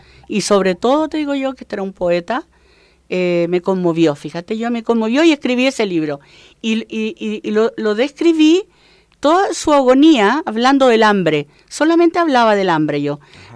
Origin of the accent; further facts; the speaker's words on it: Santiago, Santiago Metropolitan Region, Chile; born there; Y yo nací en Santiago.